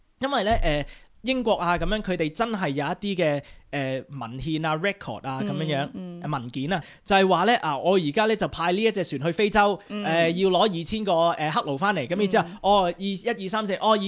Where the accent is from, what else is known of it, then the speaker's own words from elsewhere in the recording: Australia; 我係澳洲人嚟嘅，我哋偉大嘅國家